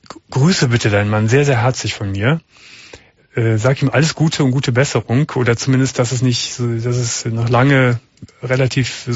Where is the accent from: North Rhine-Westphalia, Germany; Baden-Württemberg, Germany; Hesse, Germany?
North Rhine-Westphalia, Germany; Gummersbach; Ich komme aus dem Land, kann man das nicht sagen, aber aus einer kleinen Stadt im Oberbergischen, aus Gummersbach.